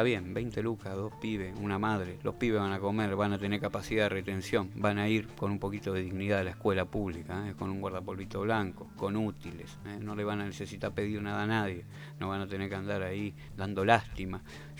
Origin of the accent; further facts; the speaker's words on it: Argentina; todos los seres humanos que somos argentinos y que estamos dentro de los límites de nuestro país.